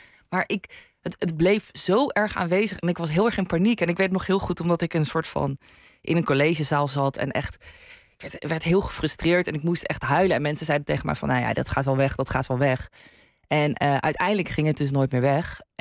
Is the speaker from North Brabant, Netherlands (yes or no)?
yes; North Brabant, Netherlands; Ik ben een Brabander, ja, ik heb geen idee.